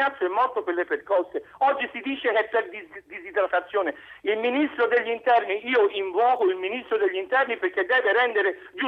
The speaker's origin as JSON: {"language": "Italian", "town": "Florence", "region": "Tuscany", "country": "Italy", "said": "io sono disperato e sono un fiorentino"}